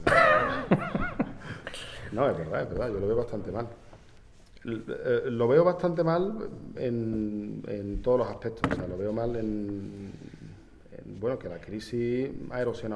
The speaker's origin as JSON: {"language": "Spanish", "town": "Seville", "region": "Andalusia", "country": "Spain", "said": "yo considero Sevilla como un paraíso, digamos, tú sabes cómo soy de Sevilla"}